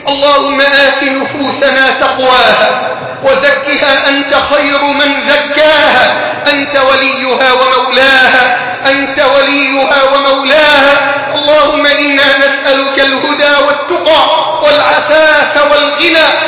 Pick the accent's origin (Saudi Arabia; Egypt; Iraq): Egypt; بلدنا مصر